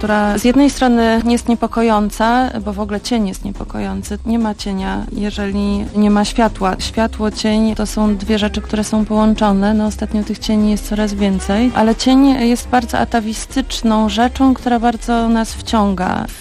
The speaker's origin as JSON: {"language": "Polish", "town": "Tricity", "region": "Pomeranian Voivodeship", "country": "Poland", "said": "To jest bardzo ciekawa historia, ponieważ obie jesteśmy z Trójmiasta, ale w Trójmieście się nie poznałyśmy."}